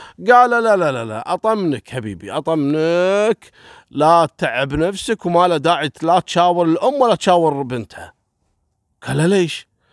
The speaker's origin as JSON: {"language": "Arabic", "country": "Kuwait", "said": "الشعب الكويتي أول مرة نشوف ثلوج على الشوارع وعلى الطرق"}